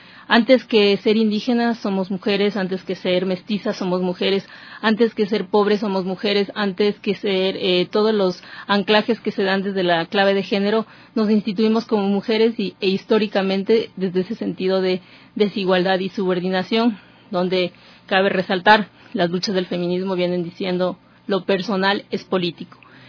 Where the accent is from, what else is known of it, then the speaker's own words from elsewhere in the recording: Ecuador; para nosotros como ecuatorianos es una mirada de avanzada